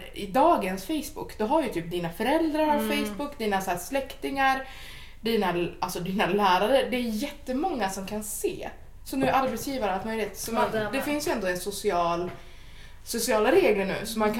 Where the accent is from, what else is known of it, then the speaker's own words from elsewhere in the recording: Gävleborg County, Sweden; det var den 15 september 1990. I Gävle. Jag härstammar från Hälsingland, vilket ligger i södra Norrland.